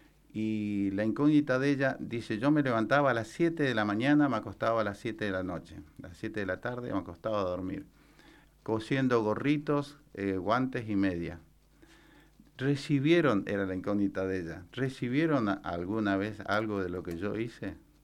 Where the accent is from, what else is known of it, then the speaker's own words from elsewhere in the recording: Paso de los Libres, Corrientes, Argentina; Correntino, de Paso de los Libres.